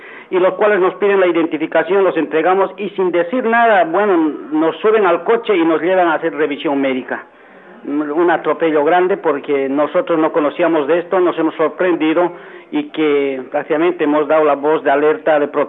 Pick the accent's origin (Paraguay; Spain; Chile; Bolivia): Bolivia; Debo indicarle que en mi país no hay abuso policial, todos nos entendemos con voz, palabra y hechos. Resulta de que hay una defensa intransigente de derechos humanos en Bolivia